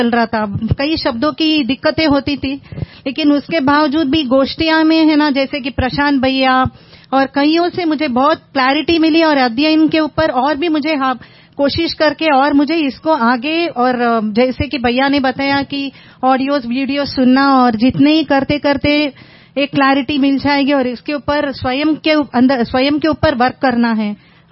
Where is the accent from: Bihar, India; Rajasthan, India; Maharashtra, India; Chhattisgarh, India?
Maharashtra, India; Mumbai; basically मैं मुंबई से हूँ